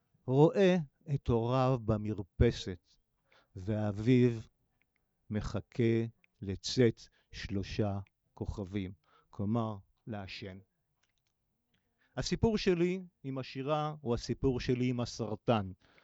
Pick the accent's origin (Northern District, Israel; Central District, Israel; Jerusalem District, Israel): Jerusalem District, Israel; Jerusalem; אני אקדים ואומר שגרתי בשכונת קטמון הישנה פה בירושלים, אבל גם נולדתי בה.